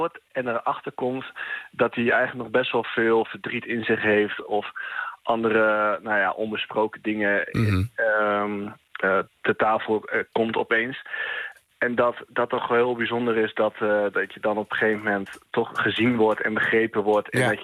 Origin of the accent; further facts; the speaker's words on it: Overijssel, Netherlands; Nee, ik kom zelf uit Twente. Ja, als Twentenaar, dan wil je toch graag luchtig houden.